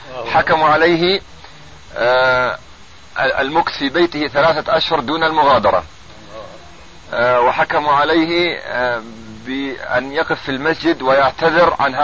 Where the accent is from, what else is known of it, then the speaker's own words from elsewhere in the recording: Ramallah and al-Bireh Governorate, Palestine; بل الرجل الآن ينام في قريتنا ومن قضاء نابس، ونحن من قضاء رام الله